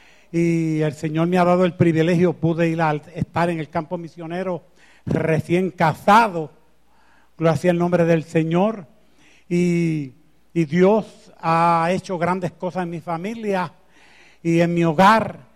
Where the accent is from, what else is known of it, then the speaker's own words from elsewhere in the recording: Canóvanas, Puerto Rico; also born or lived in New York; Yo soy de pueblo de Canóvanas y llegué a Nueva York en el año 65